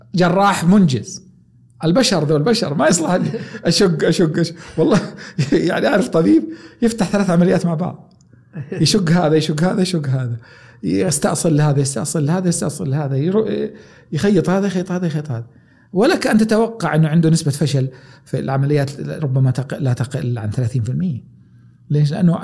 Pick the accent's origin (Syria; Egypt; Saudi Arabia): Saudi Arabia; Taif, Makkah Province; كوني تربيت في الطائف مدينة جبلية، حديثي ذا إيقاع سريع، نبرتي سريعة، تنفسي سريع، صوتي حاد